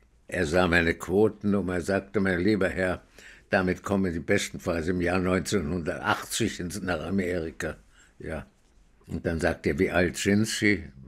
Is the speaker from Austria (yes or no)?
yes; Austria; Und ich sagte, nee, ich bin aus Österreich.